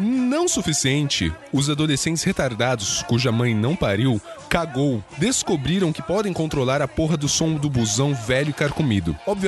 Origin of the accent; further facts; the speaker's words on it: Rio Grande do Sul, Brazil; tenho 19 anos e sou de RS.